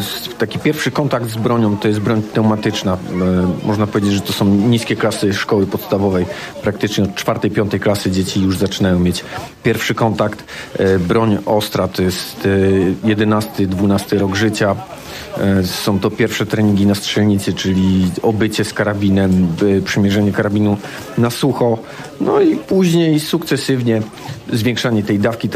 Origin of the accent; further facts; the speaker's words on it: Duszniki-Zdrój, Lower Silesian Voivodeship, Poland; Jestem stąd, jestem rodowitym duszniczaninem.